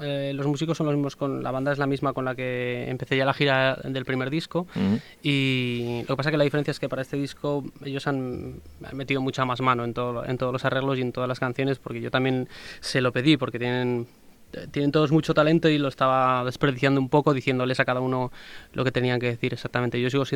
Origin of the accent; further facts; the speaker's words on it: Huesca, Aragon, Spain; also born or lived in Zaragoza; de muy pequeño, vamos, con un año así ya me fui a Huesca y soy, me siento bastante ostense, la verdad.